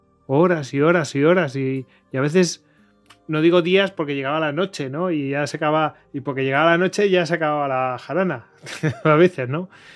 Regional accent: Spain; somos humanos y somos españoles que criticamos todo

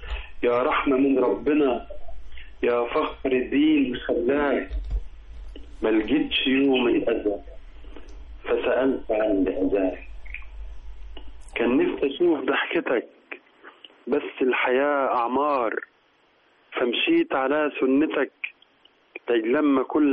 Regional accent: Sohag Governorate, Egypt; من قريه المسعيد الشرقيه.

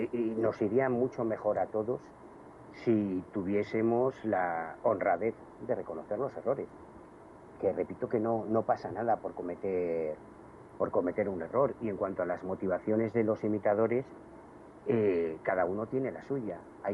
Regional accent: Galicia, Spain; yo soy gallego, yo viví, por desgracia, la llegada de la heroína a la Galicia de los años 80 y 90. Yo siempre he vivido en un barrio muy humilde, de trabajadores

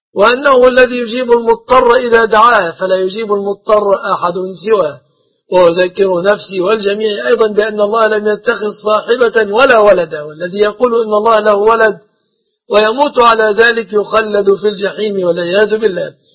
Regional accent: Egypt; أسأل الله أن يحفظ بلادنا مصر

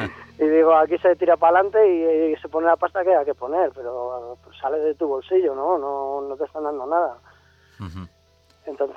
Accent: Castile and León, Spain; realmente soy burgalés, pero dicen que la vaca no es de donde nace, sino de donde pase.

